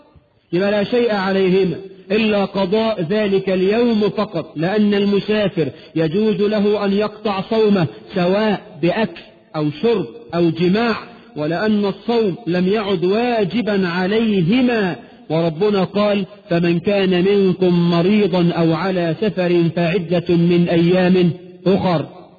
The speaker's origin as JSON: {"language": "Arabic", "country": "Egypt", "said": "علينا كمصريين"}